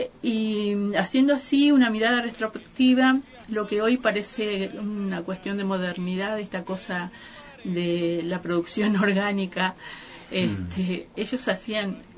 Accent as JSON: {"language": "Spanish", "town": "Santa María", "region": "Catamarca", "country": "Argentina", "tie": "born there", "said": "Nací en Santa María, que es una ciudad que queda en la parte norte de Catamarca, casi en el límite con Salta y Tucumán, cercano a Cafayate"}